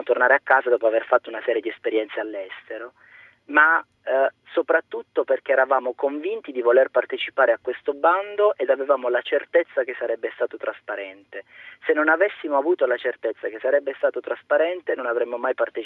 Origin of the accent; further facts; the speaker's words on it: Monopoli, Apulia, Italy; Io sono di Monopoli